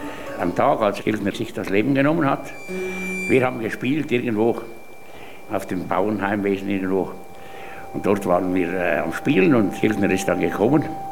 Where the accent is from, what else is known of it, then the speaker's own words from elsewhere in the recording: Graubünden, Switzerland; Ich bin geboren im Jahr 1925. Ich war also, als Ernst Ludwig Kirchner sich das Leben genommen hat, gerade 13-jährig. Ja, ich bin als Bauernbub aufgewachsen in der Nachbarschaft des Heimwesens Wildboden